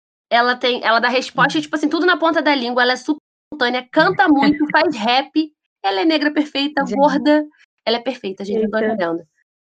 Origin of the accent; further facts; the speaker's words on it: Brazil; Eu esqueço que eu sou do Brasil, por exemplo.